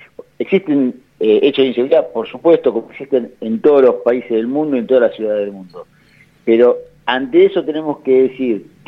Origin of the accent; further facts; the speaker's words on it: Argentina; lamentablemente porque somos los argentinos los que lo padecemos, este gobierno viene en caída libre.